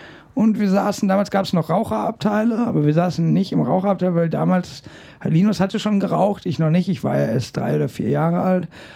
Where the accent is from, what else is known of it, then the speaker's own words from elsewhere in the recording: Bochum, North Rhine-Westphalia, Germany; born there; also born or lived in Aachen / Goch / Köln; Ich bin geboren in Bochum, bin dann nach Aachen gezogen, dann bin ich nach Goch gezogen, ich bin dann weitergezogen.